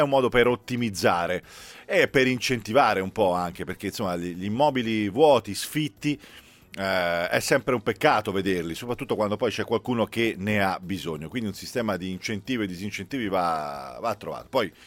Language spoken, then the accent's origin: Italian; Pisa, Tuscany, Italy; io sono di lì vicino, Bartezzaghi, sono di Pisa